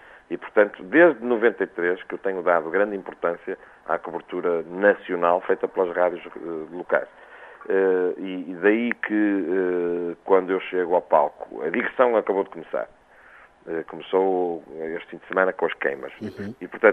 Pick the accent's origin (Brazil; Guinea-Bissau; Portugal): Portugal; Viseu; aliás, onde eu sou oriundo, porque eu sou oriundo da Beira Alta